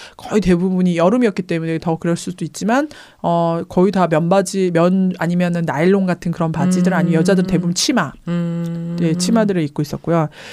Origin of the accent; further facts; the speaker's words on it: Honam, South Korea; 제가 호남 출신인데